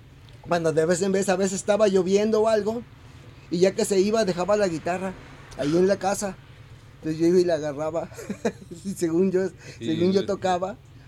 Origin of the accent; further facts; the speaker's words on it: Guadalajara, Jalisco, Mexico; yo nací en el barrio del Santuario. Ahora. En Arista y Mezquitán. Ahí viví hasta como los 4 o 5 años. Y luego nos cambiamos acá a Pedro Loza, a una cuadra del Parque Alcalde.